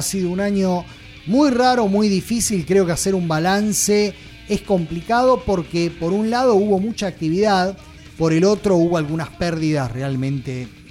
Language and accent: Spanish; Argentina; a mí como ciudadano argentino, si llego a tomar un terreno, a mí no me preguntan